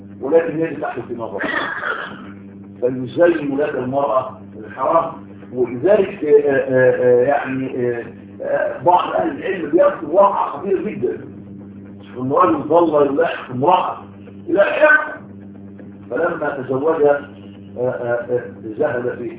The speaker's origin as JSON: {"language": "Arabic", "country": "Egypt", "said": "وعندنا في مصر بيسموه العاده السريه"}